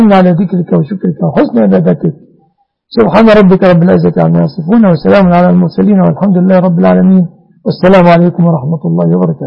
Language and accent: Arabic; Egypt; اللهم احفظ بلادنا مصر آمنة مطمئنة من كل مكروه وسوء